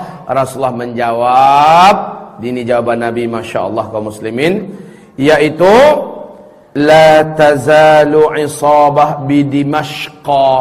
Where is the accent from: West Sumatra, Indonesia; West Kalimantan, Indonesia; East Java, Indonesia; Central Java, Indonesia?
West Sumatra, Indonesia; Padang; Nah, giliran saya wong Padang. Ya, ketika wong Padang duduk ke sini